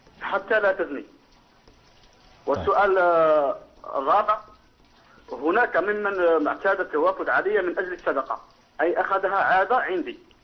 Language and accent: Arabic; Algeria; أمر هذا غير ميسور عندنا في الجزائر وغير مسموح به